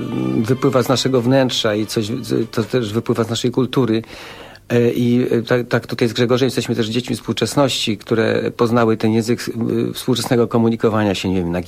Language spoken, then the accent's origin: Polish; Częstochowa, Silesian Voivodeship, Poland; wychowywałem się w cieniu kościoła Świętej Barbary w Częstochowie. Tam mieszkałem dosłownie parę metrów od kościoła